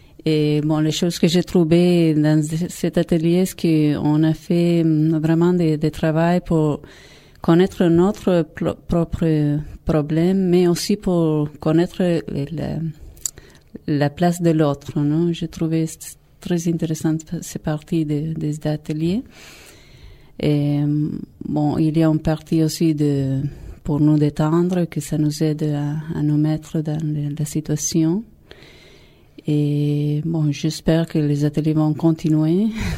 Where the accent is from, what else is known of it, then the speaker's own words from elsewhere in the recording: Argentina; French is a second language; Et je suis ici, ça fait 4 ans, je viens de l'Argentine.